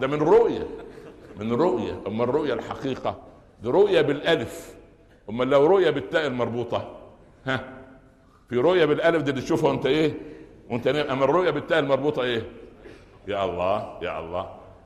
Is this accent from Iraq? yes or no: no; Upper Egypt, Egypt; ها عندنا في الصعيد يقولوا ايه؟